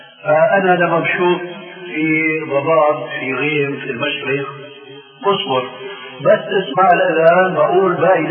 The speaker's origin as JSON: {"language": "Arabic", "region": "Damascus Governorate", "country": "Syria", "said": "كما يقولون عندنا في الشام"}